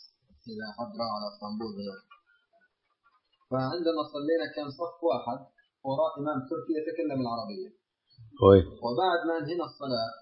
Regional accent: Jordan; إحنا جايين من الأردن

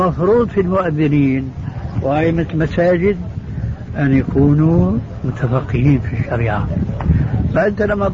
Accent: Jordan; خاصة عندنا في الأردن

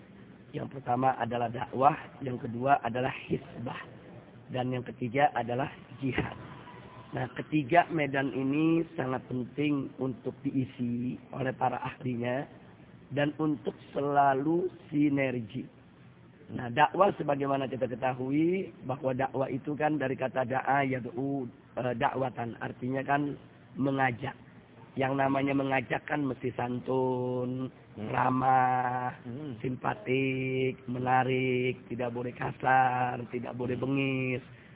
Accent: Indonesia; Saya datang dari Indonesia bersama keluarga

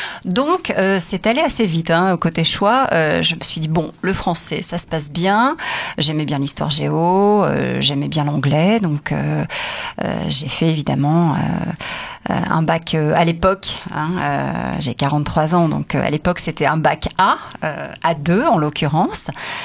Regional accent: Provence-Alpes-Côte d'Azur, France; Il y en avait sûrement à côté de chez moi dans le Var.

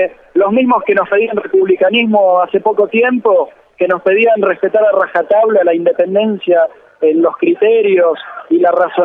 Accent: Argentina; por lo que hemos sido valorados en el exterior como argentinos

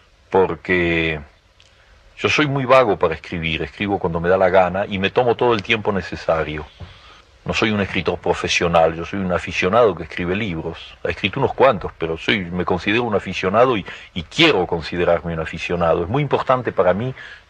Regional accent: Argentina; Ahora, quien me lo encargaba era yo mismo como argentino.

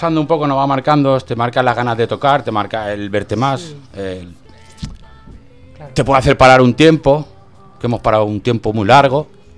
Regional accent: Valencia, Valencian Community, Spain; Yo es que soy de Valencia y del Athletic.

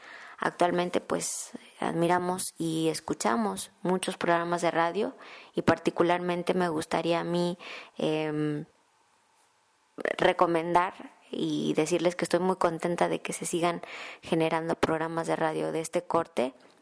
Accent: Mexico; Posteriormente viajé a México, que es de donde yo soy originaria, y colaboraba desde México

